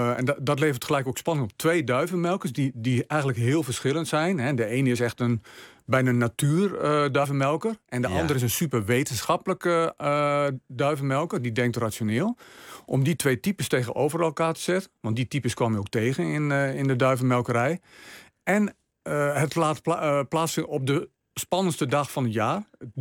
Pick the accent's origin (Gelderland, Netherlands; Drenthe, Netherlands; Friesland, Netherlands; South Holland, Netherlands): Drenthe, Netherlands; Ik ben opgegroeid in Drenthe.